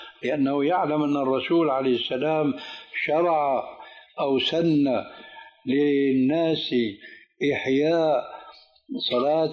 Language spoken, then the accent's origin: Arabic; Syria; كما يقولون عندنا في سوريا